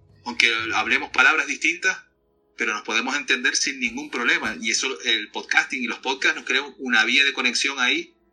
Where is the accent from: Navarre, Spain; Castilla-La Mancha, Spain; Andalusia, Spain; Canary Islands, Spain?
Canary Islands, Spain; Yo lo presumo mucho ahí, carnal, de que yo me llevo también con mis compatriotas aquí de España. Yo, como soy canario, pues somos distintos con el resto de los compatriotas